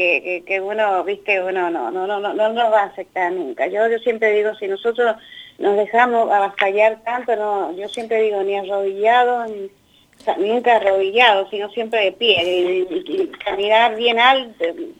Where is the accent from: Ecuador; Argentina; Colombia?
Argentina; Mendoza; now in Buenos Aires, Argentina; Yo soy mendocina con mucho orgullo. Yo vivo acá en Buenos Aires